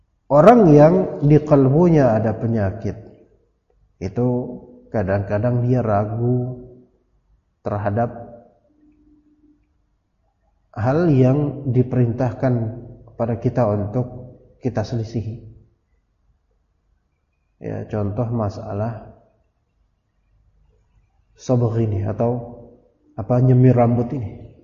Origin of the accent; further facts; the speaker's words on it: Jakarta, Indonesia; Ana bilang ana orang Jakarta. Keluarga Betawi ana besar. Kita orang Jakarta.